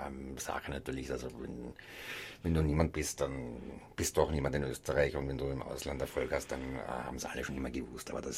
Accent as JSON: {"language": "German", "region": "Trentino-Alto Adige", "country": "Italy", "said": "als Italiener, das passt vielleicht vom Reisepass her, aber ich bin vom Gemüt her definitiv ein Südtiroler."}